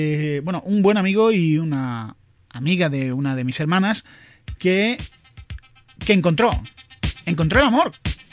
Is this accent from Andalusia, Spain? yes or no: yes; Andalusia, Spain; no soy de Vera. Yo soy de una ciudad de Andalucía.